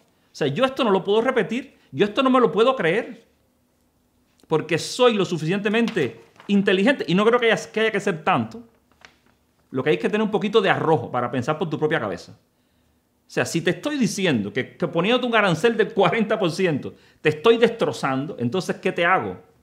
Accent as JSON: {"language": "Spanish", "country": "Cuba", "said": "¿Por qué si yo voy a Cuba a cantarle a mi pueblo, tú tienes que estar diciendo que le estoy cantando a la dictadura?"}